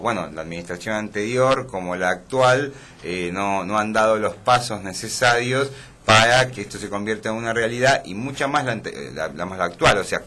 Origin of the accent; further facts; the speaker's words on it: Argentina; Más allá de que yo soy descendiente de franceses … yo soy profundamente argentino y vivo en un lugar donde la gente habla español.